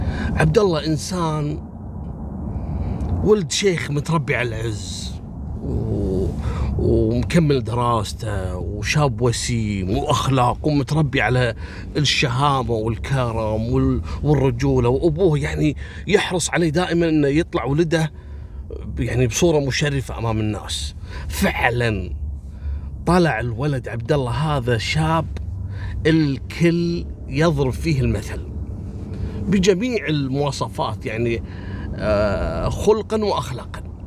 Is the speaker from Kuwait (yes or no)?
yes; Kuwait; عندنا في الكويت